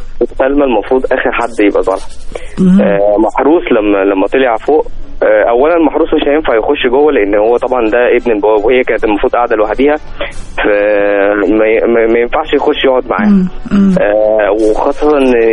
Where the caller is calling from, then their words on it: Giza, Giza Governorate, Egypt; انا من الجيزه فيصل